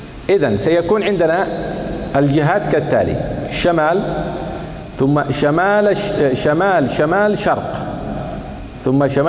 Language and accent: Arabic; Kuwait; وكنت تعرف أن القبلة مثلا عندنا في الكويت تقع جنوب غرب